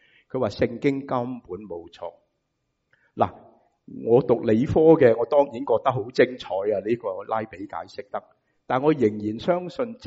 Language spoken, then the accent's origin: Cantonese; United States; 我哋美国人就会讲咩啊 ？Double dip 系嘛？